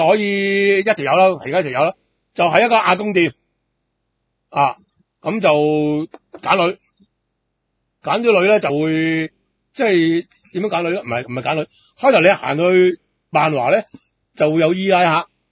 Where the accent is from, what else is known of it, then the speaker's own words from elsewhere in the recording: Hong Kong; 因為佢哋嗰種玩法呢唔同我哋香港人